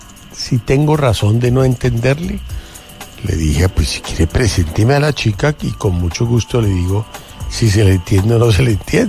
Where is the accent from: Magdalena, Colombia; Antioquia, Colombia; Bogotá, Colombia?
Bogotá, Colombia; sí, soy colombiano. Soy bogotano.